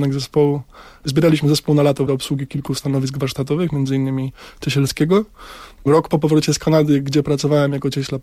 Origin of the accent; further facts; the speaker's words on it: Lesser Poland, Poland; Nie, pochodzę z Sądecczyzny.